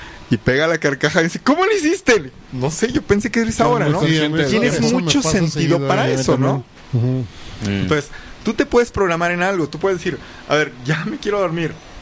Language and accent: Spanish; Mexico; el hecho de la cultura mexicana, ¿no? Que somos